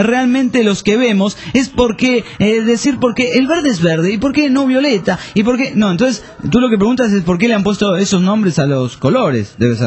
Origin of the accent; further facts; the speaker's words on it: Colombia; Y soy de Colombia.